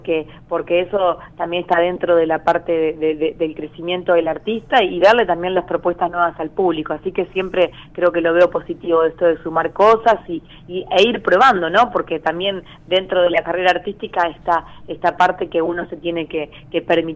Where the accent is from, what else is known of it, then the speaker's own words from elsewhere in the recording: Arequito, Santa Fe, Argentina; cuando era chica acá en Arequito, de lo que significa vivir en un pueblo o en una localidad muy chica